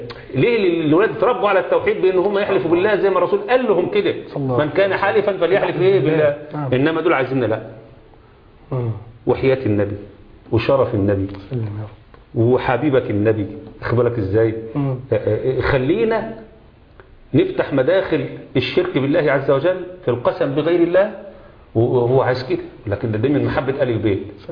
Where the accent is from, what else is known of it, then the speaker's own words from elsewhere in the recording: Egypt; ادي احنا مصريين، ما احنا السعوديين